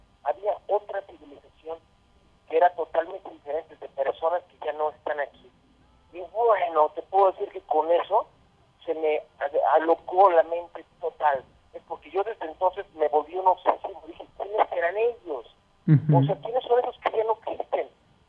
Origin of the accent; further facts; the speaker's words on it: Mexico; yo como mexicano soy agradecidísimo contigo